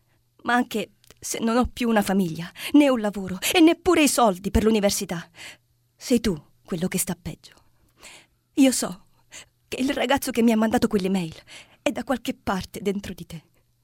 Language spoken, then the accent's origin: Italian; Catanzaro, Calabria, Italy; also born or lived in Scafati; Nata a Scafati, vissuta per 20 anni a Catanzaro, vabbè, non esageriamo, e poi per 10 anni a Napoli adesso.